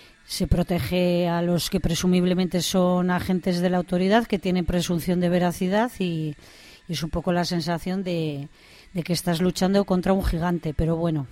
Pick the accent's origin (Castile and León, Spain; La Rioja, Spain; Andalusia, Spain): Castile and León, Spain; Burgos; porque soy vecina de Gamonal de toda la vida